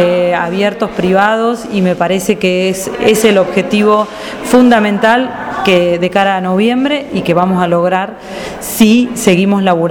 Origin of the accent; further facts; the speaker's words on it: Mar del Plata, Buenos Aires Province, Argentina; comunicadora feminista, soy de Mar del Plata, parte de la fundación de FM de la Azotea, radio comunitaria de acá de la ciudad.